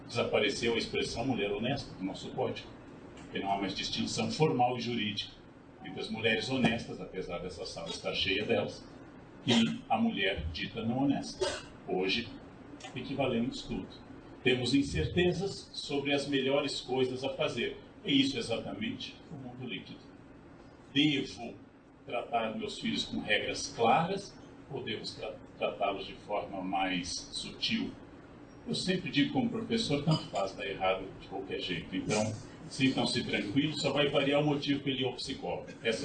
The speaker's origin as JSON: {"language": "Portuguese", "region": "Rio Grande do Sul", "country": "Brazil", "tie": "born there", "said": "ou pelo meu estado natal, RS, RS, RS, multiplicado, exaustão."}